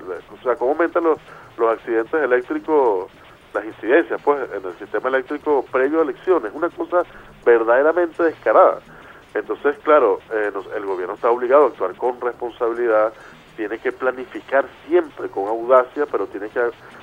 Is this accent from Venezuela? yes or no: yes; Venezuela; yo como venezolano también padezco el tema de la...